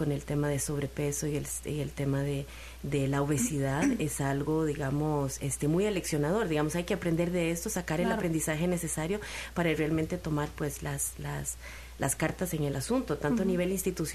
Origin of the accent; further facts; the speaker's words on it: Costa Rica; now in Mexico; Y soy costarricense, de Costa Rica, un país muy chiquitito, chiquitito comparado con México.